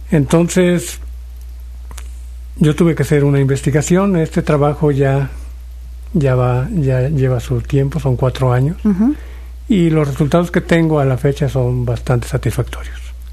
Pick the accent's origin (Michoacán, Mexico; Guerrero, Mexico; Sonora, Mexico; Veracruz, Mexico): Veracruz, Mexico; Plan de Arroyos; yo me presento y les digo que vengo de Plan de Arroyos. Uh-huh. Es una zona cafetalera. Como tal, yo me creo ahí y siempre en medio de los cafetales.